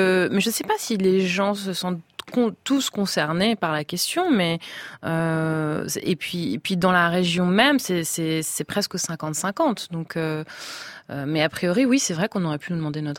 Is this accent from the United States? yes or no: yes; Indiana, United States; French is a second language; now in France; je suis originaire du Midwest. Et en Indiana, dans mon enfance, il y avait des champs de maïs.